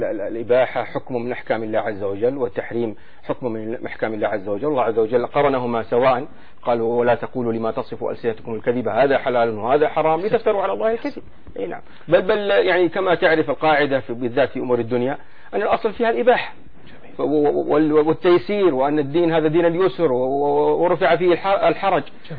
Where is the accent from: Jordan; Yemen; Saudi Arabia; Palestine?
Saudi Arabia; نحن عندنا في السعودية